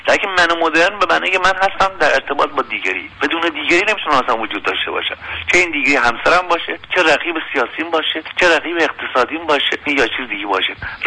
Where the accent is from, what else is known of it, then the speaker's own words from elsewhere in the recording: Iran; ما یه هویت باز داریم، ما ایرانی هستیم